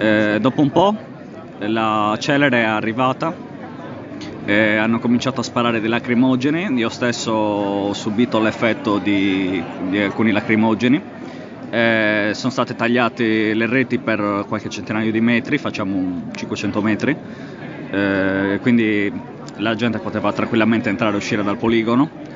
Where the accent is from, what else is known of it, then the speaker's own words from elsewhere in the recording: Sardinia, Italy; io sono del Cagliaritano, ci siamo recati da Cagliari